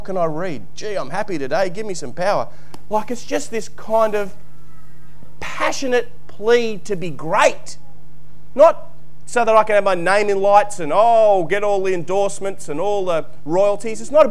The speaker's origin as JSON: {"language": "English", "region": "New South Wales", "country": "Australia", "tie": "born or raised there", "said": "I was brought up in New South Wales."}